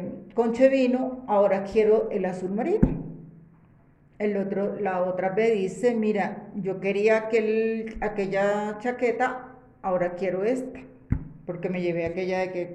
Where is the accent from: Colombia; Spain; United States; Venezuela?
Colombia; Yo no tengo por qué decir que soy venezolana, porque no soy venezolana, soy colombiana.